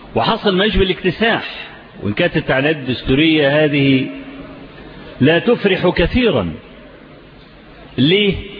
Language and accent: Arabic; Egypt; ان الفضائيات عندنا في مصر فتحت تونس